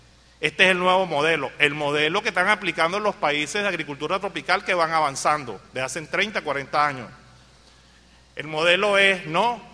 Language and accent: Spanish; Venezuela; que cree que las cosas van a seguir allí porque somos venezolanos y no pasa.